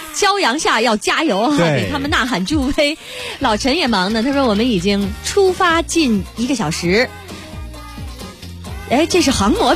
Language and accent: Chinese; Beijing, China; 这叉是咱们北京话的音，还是什么？